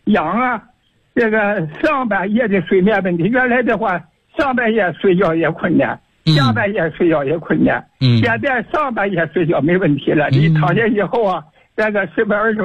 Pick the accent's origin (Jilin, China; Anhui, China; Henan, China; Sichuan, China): Sichuan, China; Chengdu; 我是成都的。